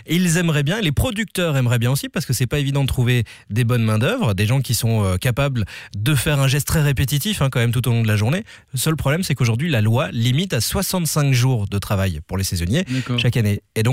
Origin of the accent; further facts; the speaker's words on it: Belgium; Et c'est la saison de quel fruit chez nous en Belgique ?